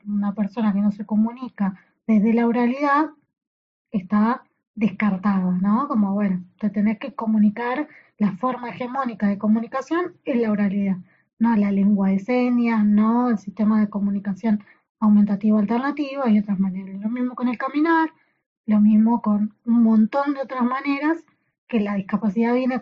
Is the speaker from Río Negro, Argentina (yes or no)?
no; Saladillo, Buenos Aires Province, Argentina; now in La Plata, Argentina; porque yo encima soy de Saladillo, entonces vine a La Plata a estudiar